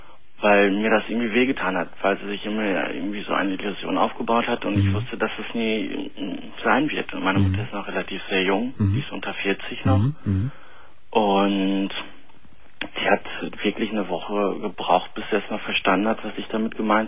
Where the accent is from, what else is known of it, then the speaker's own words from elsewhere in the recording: Turkey; Ich bin Türke.